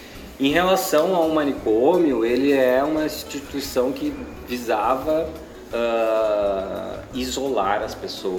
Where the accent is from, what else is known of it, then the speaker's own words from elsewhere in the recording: Vitória, Espírito Santo, Brazil; now in Porto Alegre, Brazil; Eu atuei como redutor de danos em Vitória, no Espírito Santo, que é minha cidade natal.